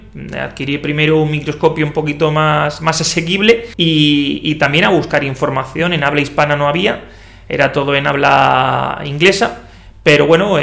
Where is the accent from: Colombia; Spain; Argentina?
Spain; Cartagena, Region of Murcia; now in Murcia, Spain; yo soy de Cartagena